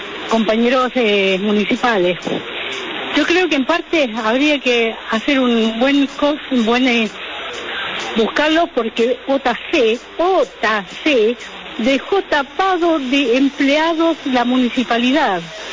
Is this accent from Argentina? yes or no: yes; Libertad, Buenos Aires Province, Argentina; Queridos primos … de Libertad.